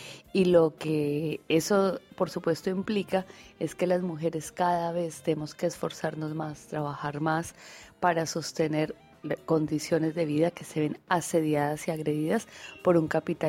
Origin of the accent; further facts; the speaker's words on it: Colombia; moved away as an adult; now in Argentina; soy una economista colombiana. Migré a la Argentina en el 2005 para investigar y estudiar la economía social y solidaria, así que desde el 2005 vivo en Argentina